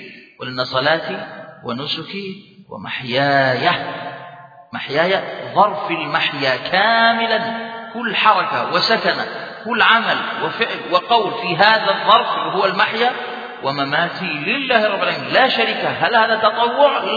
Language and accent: Arabic; Jordan; ممكن تخرج عندنا في الأردن